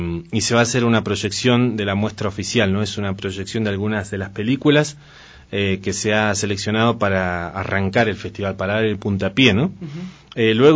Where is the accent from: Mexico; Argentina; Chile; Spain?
Argentina; Patagonia; now in Ecuador; pero sí soy de un pueblo originario de Argentina, que es el Mapuche. Soy del sur de la Argentina.